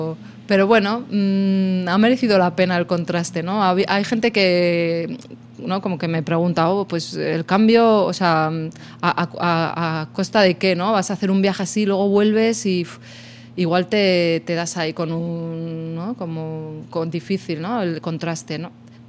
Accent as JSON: {"language": "Spanish", "town": "Torquemada", "region": "Castile and León", "country": "Spain", "tie": "born or raised there", "said": "A mi pueblo, a Torquemada, ahí."}